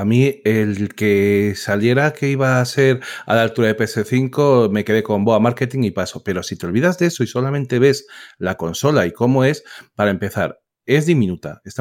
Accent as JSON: {"language": "Spanish", "country": "Spain", "said": "esto es lo que opino yo como español aquí y eso."}